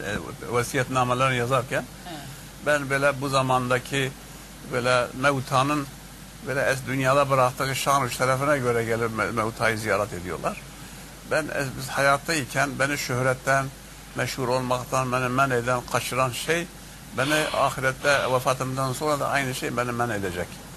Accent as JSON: {"language": "Turkish", "town": "Urfa", "region": "Şanlıurfa", "country": "Turkey", "said": "Ve Urfalıyım deyince adeta böyle içini döker gibi kendisi bu meseleyi anlattı."}